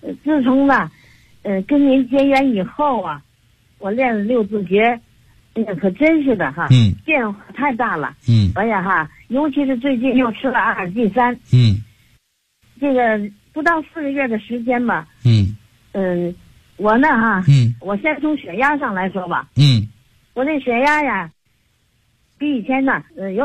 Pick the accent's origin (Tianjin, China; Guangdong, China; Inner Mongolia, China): Tianjin, China; 我是天津的